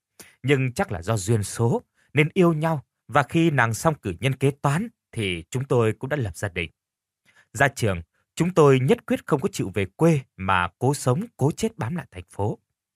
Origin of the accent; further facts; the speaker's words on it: Mekong Delta, Vietnam; Tôi là dân miền Tây Nam Bộ